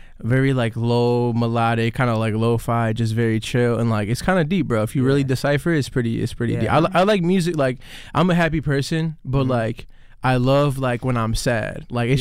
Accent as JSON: {"language": "English", "town": "Chicago", "region": "Illinois", "country": "United States", "tie": "born or raised there", "said": "Like I was raised in Humboldt Park, so I couldn't go out much."}